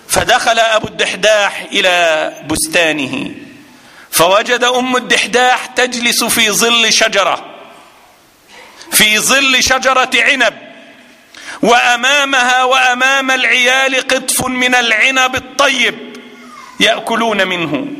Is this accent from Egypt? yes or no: yes; Egypt; هذا عندنا في مصر مال كبير